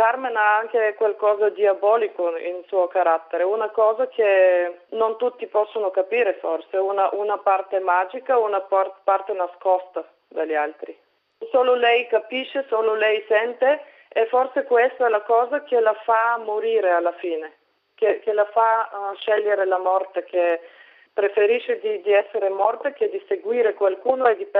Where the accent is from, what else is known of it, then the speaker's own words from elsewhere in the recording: Bulgaria; now in Vienna, Austria; Io sono bulgara di origine, però vivo da 10 anni a Vienna.